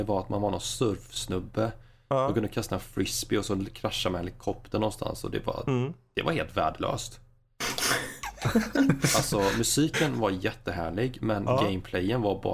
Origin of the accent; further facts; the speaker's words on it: Kungälv, Västra Götaland County, Sweden; now in Falköping, Sweden; Jag är ursprungligen från Kungälv.